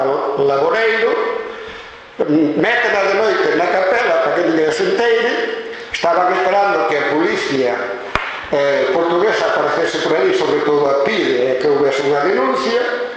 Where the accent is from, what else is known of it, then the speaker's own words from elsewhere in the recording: Vila Seca, Galicia, Spain; eu sinto-me orgulloso de ser limiado. E dentro da línea eu son de Vila Seca, e ademais Vila e pois Seca, separada.